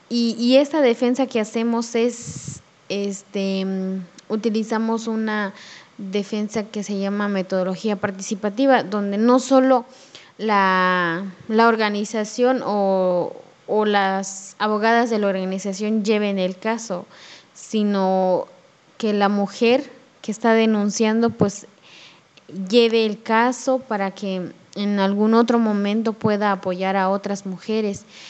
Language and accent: Spanish; Ocosingo, Chiapas, Mexico; Soy originaria de una comunidad del ejido Macedonia, municipio de Ocosingo, Chiapas.